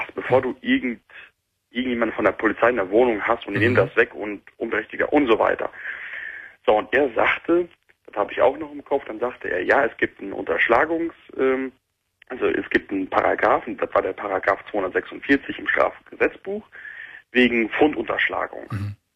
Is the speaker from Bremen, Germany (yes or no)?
no; North Rhine-Westphalia, Germany; born there; now in Cologne, Germany; Ich bin dann wieder zurück nach Köln gezogen. Ja. Ich bin zwar gebürtig aus dem Sauerland, aber in Köln habe ich mich wohlgefühlt.